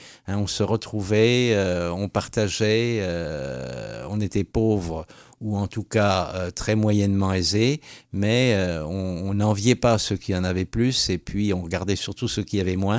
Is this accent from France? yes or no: yes; Metz, Grand Est, France; Moi, je venais de Metz, mais on passait par Nancy en train pour remonter vers Hanovre.